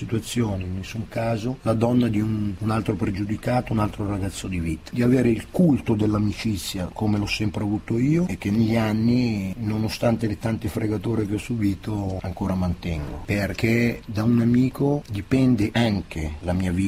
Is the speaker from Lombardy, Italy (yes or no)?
yes; Milan, Lombardy, Italy; born there; Io è vero, sono nato a Lambrate, non mi sento vicino a Lambrate, mi sento molto più vicino al Giambellino